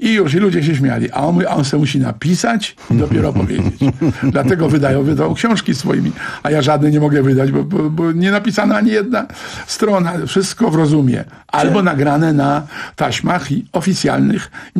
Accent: Brzeg Dolny, Lower Silesian Voivodeship, Poland; w Brzegu Dolnym, skąd pochodzę

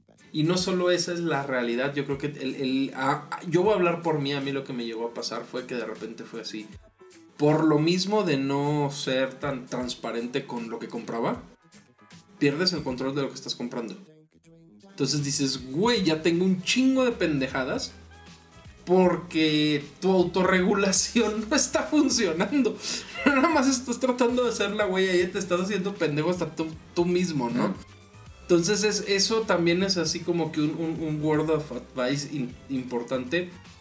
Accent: Nuevo León, Mexico; Y soy el único regio del equipo.

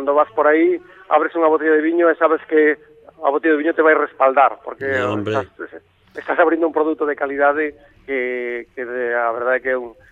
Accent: Ourense, Galicia, Spain; tamén está ben que nos recordemos que somos do Ourense e que temos que facer cousas en Ourense

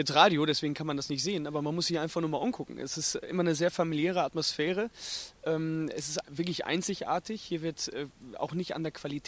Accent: North Rhine-Westphalia, Germany; Ich komme ja auch aus dem Münsterland, von daher ist es noch mal mehr ein Anliegen.

